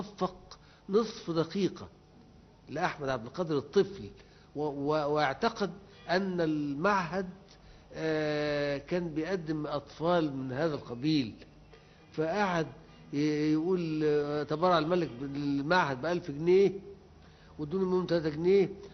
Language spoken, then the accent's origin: Arabic; Upper Egypt, Egypt; now in Cairo, Egypt; ما انا كنت جاي من الصعيد